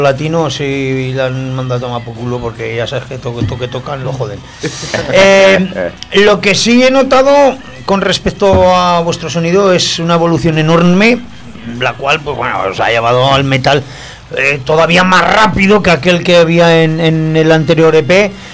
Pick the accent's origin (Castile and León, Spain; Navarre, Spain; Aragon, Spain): Aragon, Spain; Lécera; Como dicen en mi pueblo, acabo. Que dicen en Lecera, y en la comarca, acabo.